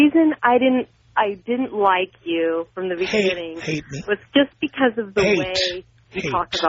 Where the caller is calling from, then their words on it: San Jose, California, United States; California, San Jose.